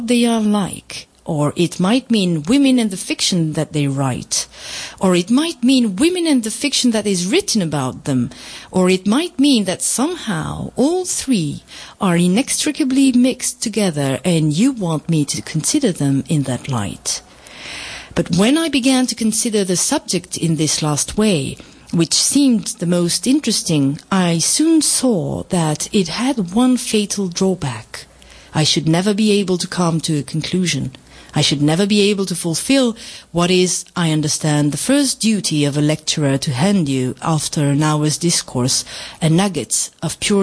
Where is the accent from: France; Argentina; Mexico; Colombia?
France; que soy francesa de familia y ascendencia peruana.